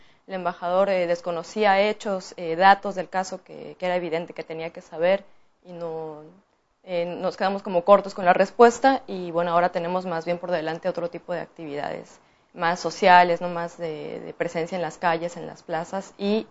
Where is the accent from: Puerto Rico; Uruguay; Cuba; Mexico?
Mexico; now in Argentina; Intentando conformarse y organizarse como mexicanos, como asamblea. Llevamos año y medio trabajando.